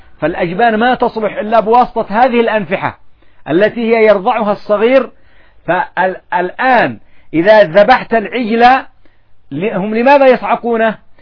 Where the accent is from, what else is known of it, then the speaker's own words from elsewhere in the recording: Yemen; الفدرة هذه ايش عندنا في اليمن؟ الفدرة الخبز، قطعة الخبز اصلا لغة عامية لكن لها اصل